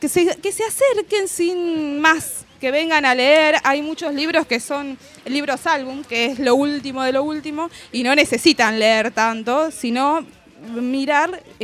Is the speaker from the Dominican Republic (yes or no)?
no; Ensenada, Buenos Aires Province, Argentina; Yo soy de Ensenada